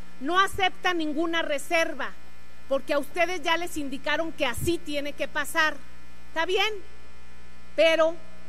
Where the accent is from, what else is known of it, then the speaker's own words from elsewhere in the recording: Coatzacoalcos, Veracruz, Mexico; Vengo orgullosamente del barrio de María de la Piedad de Coatzacoalcos, Veracruz, y ahí sabemos lo que estamos sufriendo.